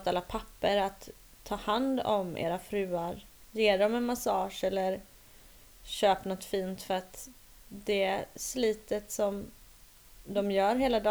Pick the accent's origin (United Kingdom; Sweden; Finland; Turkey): Finland; Jag är finne, det vet du va?